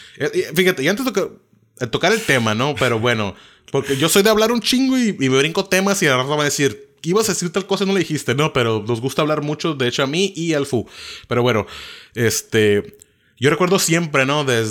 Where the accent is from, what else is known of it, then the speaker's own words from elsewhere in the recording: Mexico; te voy a tomar un rap mexicano porque yo soy mexicano, lo estoy haciendo en México, ¿no?